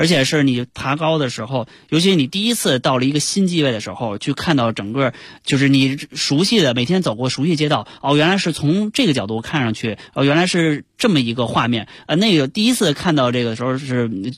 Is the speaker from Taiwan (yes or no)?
no; Chaoyang, Beijing, China; 因为我从小在朝阳区长大，朝阳群众，朝阳群众。